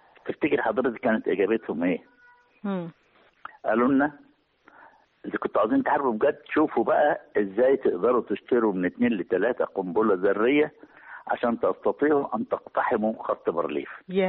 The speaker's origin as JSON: {"language": "Arabic", "country": "Egypt", "said": "كل معركة منهم لها نقول قصة نفتخر بها كمصريين"}